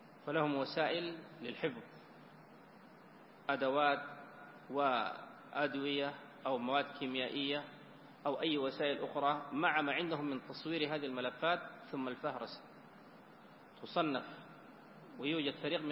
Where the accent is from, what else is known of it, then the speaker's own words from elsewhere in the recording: Sudan; وإن كان بلدنا السودان يعني فقيرا من مثل هذه المخطوطات إلى القليل